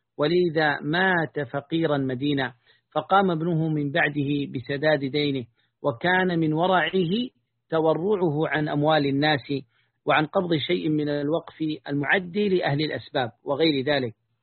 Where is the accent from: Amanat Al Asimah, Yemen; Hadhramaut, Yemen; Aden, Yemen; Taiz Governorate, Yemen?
Taiz Governorate, Yemen; وأنا من قريتي، من مشارف جبال قريتي المشاولة، أرى حدود موزع، يعني فكأن بيننا وبينها قرابة 20 كيلا